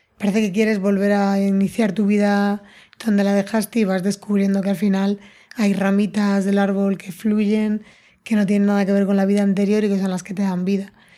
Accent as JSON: {"language": "Spanish", "town": "Madrid", "region": "Community of Madrid", "country": "Spain", "said": "yo soy de Madrid, el mar me queda lejos"}